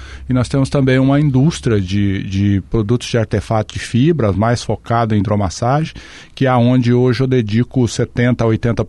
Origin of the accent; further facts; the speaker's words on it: São Paulo, Brazil; also born or lived in Londrina; now in Foz do Iguaçu, Brazil; Eu sou paulista, né, do interior do estado de São Paulo, aí vim para o Paraná, para Londrina em 1984. Em 1988 vim para Foz do Iguaçu